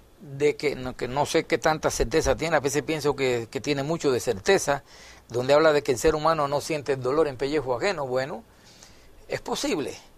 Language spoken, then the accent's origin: Spanish; Cuba; Allá en mi país, en Cuba, en aquel entonces